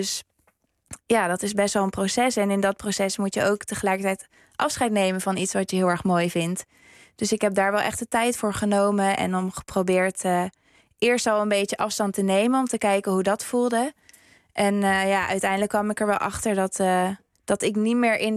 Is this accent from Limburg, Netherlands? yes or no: no; Zoetermeer, South Holland, Netherlands; moved away; op een gegeven moment heb ik dan wel de keuze gemaakt om van Zoetermeer, waar ik opgegroeid ben, naar Heerenveen te verhuizen